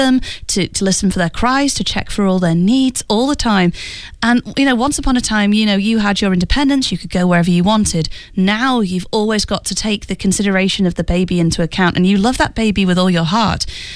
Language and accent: English; United Kingdom; it's also one that involves my home country, the UK.